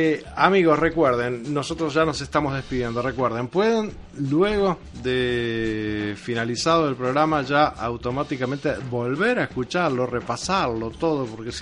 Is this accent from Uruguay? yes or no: yes; Uruguay; Por algo somos la Suiza de América, ¿no?